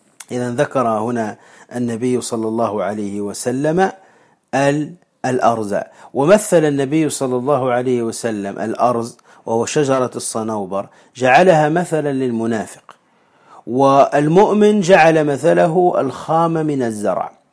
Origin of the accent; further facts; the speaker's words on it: Tunisia; ونسميه عندنا في تونس الزقوقو